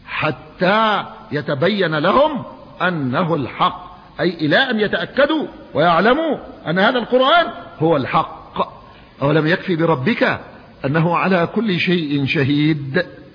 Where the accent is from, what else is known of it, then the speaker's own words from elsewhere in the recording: Yemen; الماء ينزل في الصيف عندنا في اليمن يأتينا في الصيف في المطر